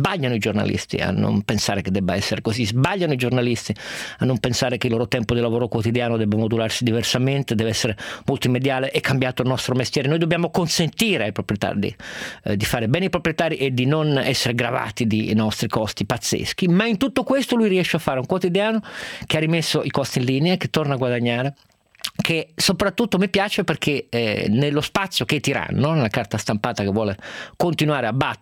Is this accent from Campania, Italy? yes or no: no; Turin, Piedmont, Italy; da torinese sono sempre stato critico a volte verso il giornale della mia città